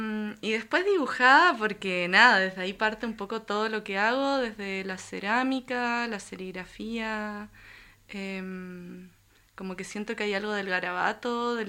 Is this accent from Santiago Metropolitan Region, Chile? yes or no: yes; Santiago, Santiago Metropolitan Region, Chile; born there; moved away; yo nací en Santiago de Chile, uh-huh. Y hace unos años, 6 años que ya estoy acá